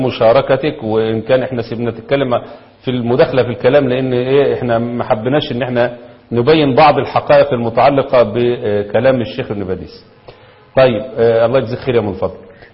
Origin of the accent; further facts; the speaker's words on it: Egypt; نفس اللي حصل عندنا في مصر